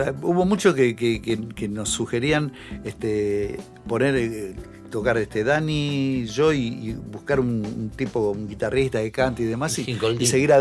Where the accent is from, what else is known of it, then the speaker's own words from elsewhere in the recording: Buenos Aires, Argentina; No era Bajo Belgrano, era casi el límite de Belgrano Núñez, ¿viste?